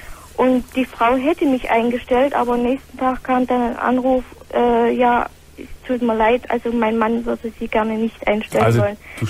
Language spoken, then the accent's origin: German; East Germany, Germany; born there; Also ich wohne erstens mal im Schwabenland, bin aber gebürtige Ostlerin.